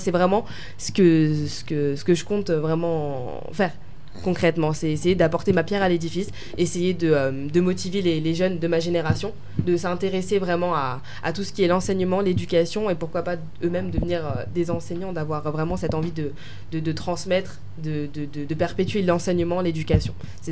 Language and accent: French; France; born there; first language French; Étant donné que je suis née en France, je parlais français qui était ma langue maternelle. Du coup, j'ai appris aussi quelques notions en Swahili